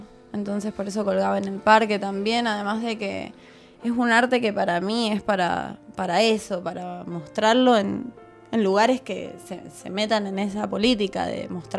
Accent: San Juan, Argentina; De San Juan.

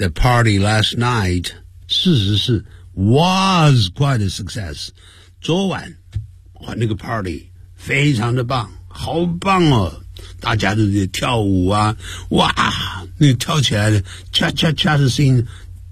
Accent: Nanning, Guangxi, China; 他这样讲话一看就知道呢是我们家乡人，就从哪个地方啊，从南宁来的。

